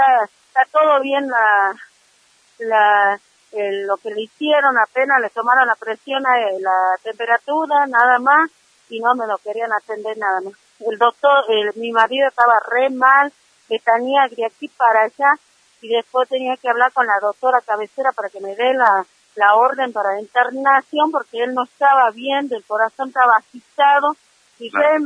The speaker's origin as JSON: {"language": "Spanish", "town": "San Salvador de Jujuy", "region": "Jujuy", "country": "Argentina", "said": "me incriminaron porque soy de Alto Comedero"}